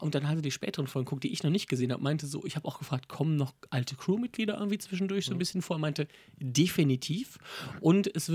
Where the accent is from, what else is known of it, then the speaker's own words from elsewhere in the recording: Wipperfürth, North Rhine-Westphalia, Germany; meine Heimatstadt Wipper führt, da ist ja wirklich, da gibt es keine Bahnstrecke mehr